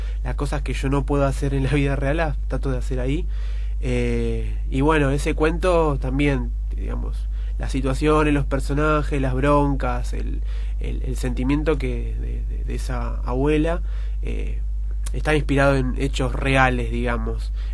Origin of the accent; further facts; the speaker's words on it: Ciudadela, Buenos Aires Province, Argentina; born there; Yo nací en Ciudadela, siempre lo digo medio en forma de chiste, medio en forma de broma, medio en serio, es que nací del lado correcto de la General Paz, nací de para acá.